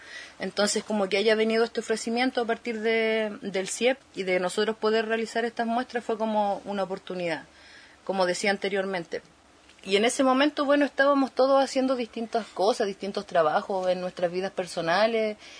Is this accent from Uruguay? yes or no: no; Puerto Cisne, Aysén, Chile; Soy de Puerto Cisne